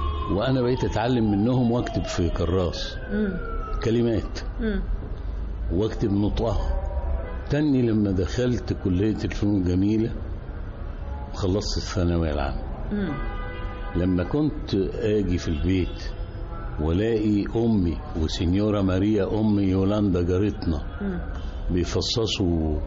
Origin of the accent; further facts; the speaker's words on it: Cairo, Cairo Governorate, Egypt; أنا نشأت في قاهرة المعز في الغورية، وأنا من مواليد الدرب الأحمر.